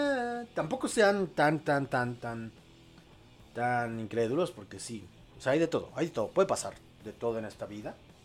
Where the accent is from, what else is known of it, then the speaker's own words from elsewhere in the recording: Mexico; al menos en mi país, en México